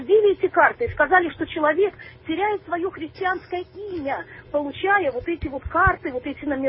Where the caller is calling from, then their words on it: Saint Petersburg, Russia; Здравствуйте. Я звоню из Санкт-Петербурга.